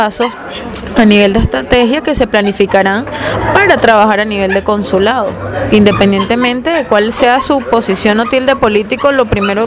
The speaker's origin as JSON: {"language": "Spanish", "country": "Venezuela", "said": "esas virtudes que tenemos como venezolanos"}